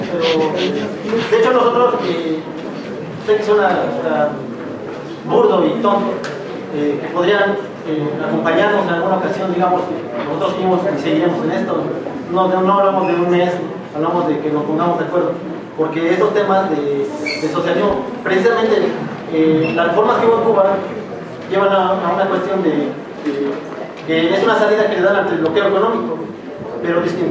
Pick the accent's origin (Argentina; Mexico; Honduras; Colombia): Mexico; Puebla; nosotros venimos de Puebla, de hecho nos organizamos para poder venir.